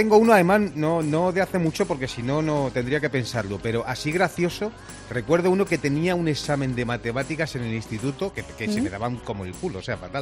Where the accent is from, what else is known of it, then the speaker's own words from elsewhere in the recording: Spain; oiga, que yo soy español, que no entiendo nada y tal